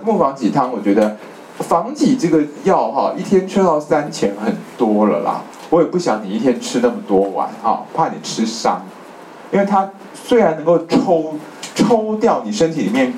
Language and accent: Chinese; China; 我们中国人说断筋啊